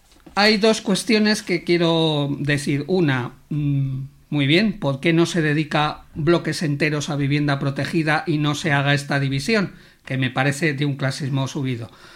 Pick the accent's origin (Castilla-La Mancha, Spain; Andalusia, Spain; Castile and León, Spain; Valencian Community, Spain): Castile and León, Spain; Valladolid; now in Zaragoza, Spain; Ya te digo yo que en Valladolid, de donde yo soy, eso ya no existe.